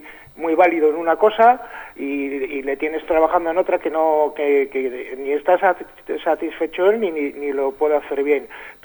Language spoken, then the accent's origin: Spanish; Santander, Cantabria, Spain; yo pues soy de Santander